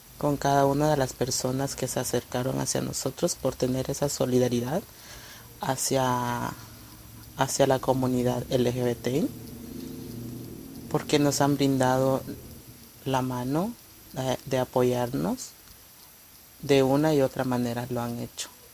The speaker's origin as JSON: {"language": "Spanish", "country": "Guatemala", "said": "Soy de Guatemala. Tengo 26 años de edad."}